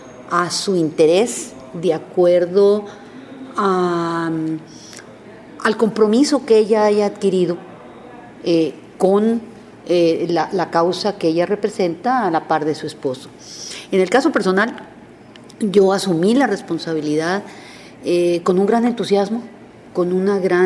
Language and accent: Spanish; Mexico; moved away as an adult; now in Costa Rica; en el momento que yo salí de México, cuando yo me iba a casar, mi padre fue muy sabio y me dijo: mijita, usted tiene que entender que a partir de hoy su tierra será Costa Rica